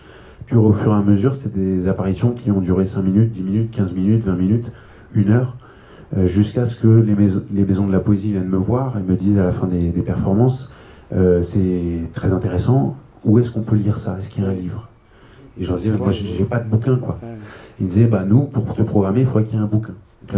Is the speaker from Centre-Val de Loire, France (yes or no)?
no; Île-de-France, France; j'ai grandi donc en Seine-et-Marne, dans un petit village au milieu des champs.